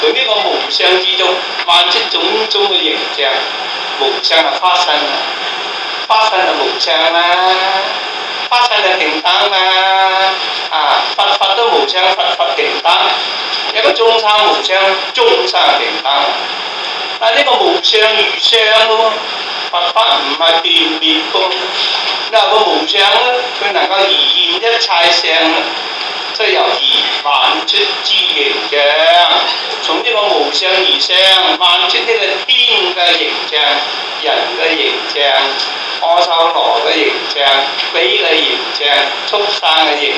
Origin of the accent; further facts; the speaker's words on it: China; 麵包啊，等於我哋中國人咧做嗰啲麵差不多